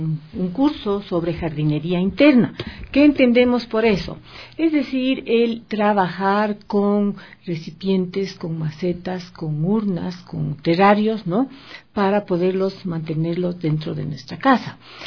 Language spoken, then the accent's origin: Spanish; Ecuador; eso como ecuatorianos tenemos que conocerlo